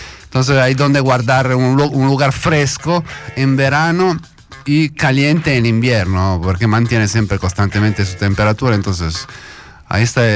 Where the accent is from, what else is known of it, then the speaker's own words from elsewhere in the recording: Italy; Spanish is a second language; Yo vengo de la bella Italia. De la bella Italia. Italia del norte, noroeste de Italia, en la frontera con Francia.